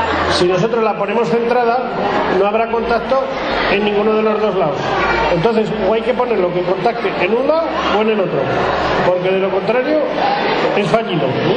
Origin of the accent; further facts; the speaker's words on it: La Almunia de Doña Godina, Aragon, Spain; yo que soy de la Almunia, en pleno Valle del Jalón, estamos a 350 metros de altura